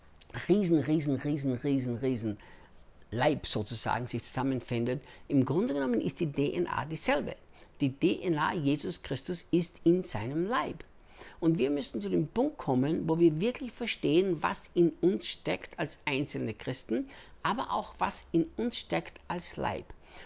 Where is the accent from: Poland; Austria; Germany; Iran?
Austria; also born or lived in United States; now in Brazil; ich bin Österreicher, in Österreich geboren, in Österreich aufgewachsen, lebte dann 10 Jahre in den Vereinigten Staaten, arbeitete bei Morningstar Ministries mit Rick Chonamit und lebe seit 8 Jahren, jetzt fast 9 Jahren schon hier in Brasilien